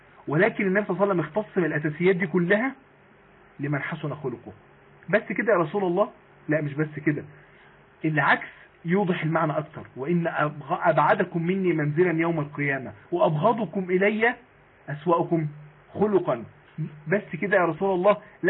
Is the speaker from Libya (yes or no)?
no; Mansoura, Dakahlia, Egypt; لو عندنا في المنصورة،